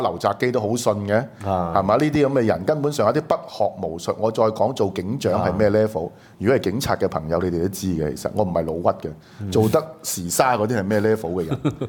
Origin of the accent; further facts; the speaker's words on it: Guangdong, China; 我哋廣東人是用呢個 W O N G。